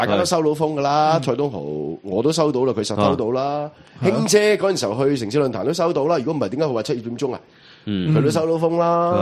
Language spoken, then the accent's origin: Cantonese; Hong Kong